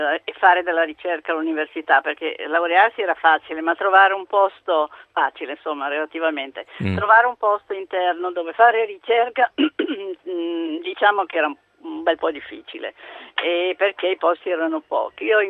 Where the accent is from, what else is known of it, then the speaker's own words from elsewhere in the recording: Albisola, Liguria, Italy; io sono di Albisola, Savona, e sto andando a Trieste da mia figlia perché sono nonna